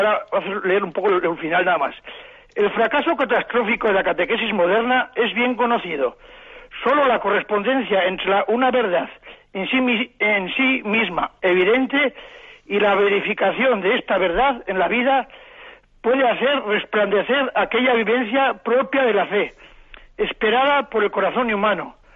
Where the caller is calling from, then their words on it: Navarre, Spain; he hablado con el obispo alguna vez aquí de Navarra